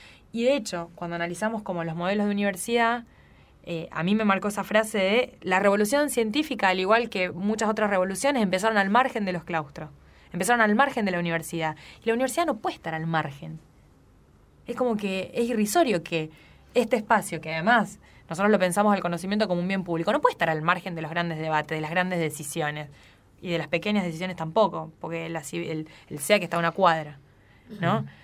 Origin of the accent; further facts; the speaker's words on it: Pujato, Santa Fe, Argentina; Pero yo soy de Pujato y yo viajé toda la carrera 3 horas por día para estudiar.